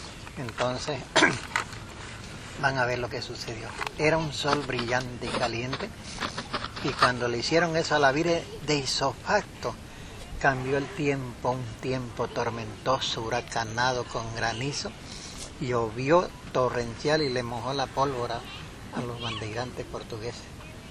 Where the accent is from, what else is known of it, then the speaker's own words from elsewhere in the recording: Beni, Bolivia; desde que salimos de Santa Cruz hasta que volvimos a nuestras casas, al menos yo del Beni, casi 3 meses tardamos abandonando nuestro hogar, nuestra familia, todo.